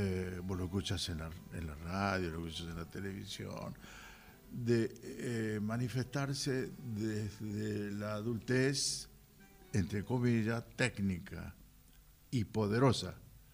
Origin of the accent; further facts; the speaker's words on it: Salta, Argentina; No podría ser yo un japonés, nunca, jamás. Soy de Salta. Ni un alemán, ni una otra cosa que lo que soy.